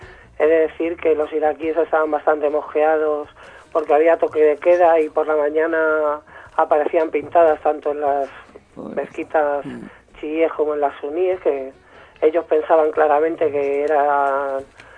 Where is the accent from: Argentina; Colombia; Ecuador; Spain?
Spain; Madrid, Community of Madrid; Yo soy de Lavapiés de toda la vida